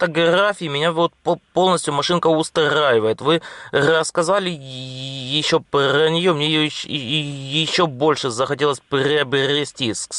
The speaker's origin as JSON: {"language": "Ukrainian", "region": "Kyiv", "country": "Ukraine", "said": "Я сам з Києва"}